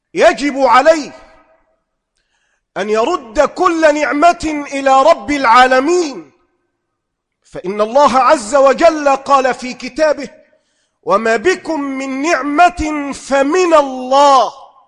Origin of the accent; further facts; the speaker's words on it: Egypt; أما أن تحدث عندنا في مصر لا